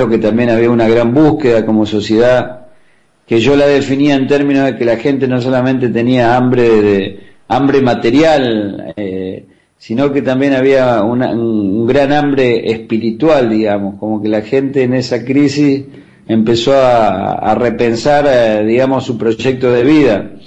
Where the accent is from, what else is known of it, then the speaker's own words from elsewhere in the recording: Villa Elisa, Argentina; la decisión fue venirme a mi pueblo y no perder toda esa experiencia de trabajo. Y bueno, junto a varios compañeros, algunos vecinos de acá de Villa Elisa